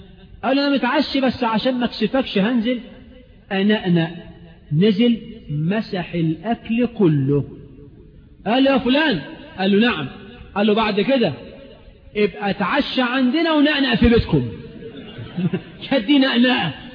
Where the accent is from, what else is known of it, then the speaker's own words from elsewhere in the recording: Egypt; وأن يجعل بلدنا مصر آمنة مطمئنة سخاء رخاء